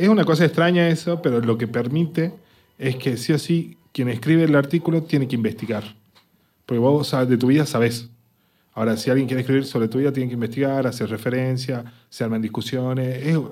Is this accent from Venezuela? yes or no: no; Argentina; Que es una cosa interesante, como argentino.